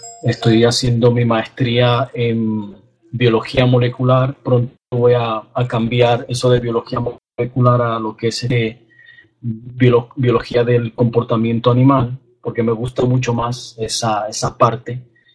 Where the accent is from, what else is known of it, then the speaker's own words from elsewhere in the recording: Dominican Republic; now in West Palm Beach, United States; y soy dominicano